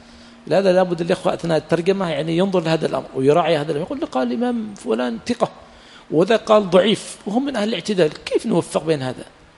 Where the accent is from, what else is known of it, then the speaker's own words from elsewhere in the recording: Yemen; لكن في بلادنا اليمن حمار وحشي ما استقى